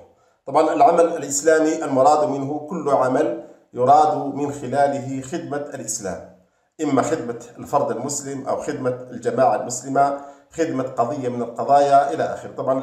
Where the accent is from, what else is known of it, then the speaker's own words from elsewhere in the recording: Algeria; عندنا في الجزائر مثلا،